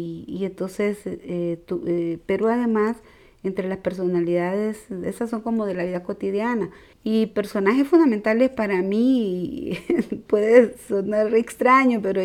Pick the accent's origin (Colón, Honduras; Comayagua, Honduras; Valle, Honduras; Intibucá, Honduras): Comayagua, Honduras; Siguatepeque; also born or lived in Tegucigalpa; Yo nací en Tegucigalpa, Honduras, en 1955. Yo lo que tengo en mis recuerdos es una ciudad que se llama Siguatepeque.